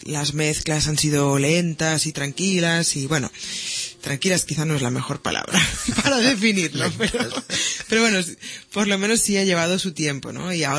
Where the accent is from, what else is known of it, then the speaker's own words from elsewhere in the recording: Barcelona, Catalonia, Spain; Mira, nací en Gracia, pero me crié en el Guinardó, y luego a los 18 años volvimos para Gracia. O sea, que siempre entre Gracia y Guinardó.